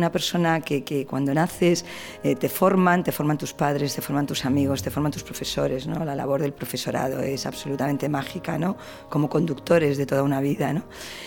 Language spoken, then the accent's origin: Spanish; Valladolid, Castile and León, Spain; Yo soy de Valladolid, a mí me encanta ir al campo